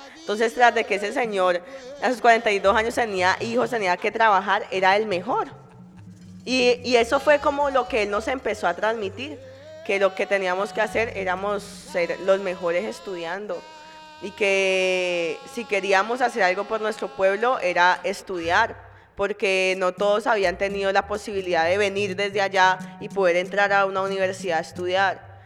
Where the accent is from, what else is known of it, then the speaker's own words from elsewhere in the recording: Chocó, Colombia; gringo me devolvió al Chocó. Me casé con un gringo y vivimos, y fue mi primera experiencia de vivir en mi pueblo ya mucho tiempo